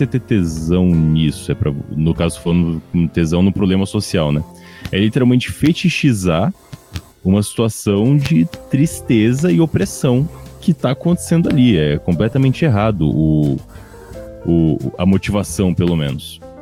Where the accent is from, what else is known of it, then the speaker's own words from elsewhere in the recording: São Paulo, Brazil; No caso, pra eu que sou lá de São Paulo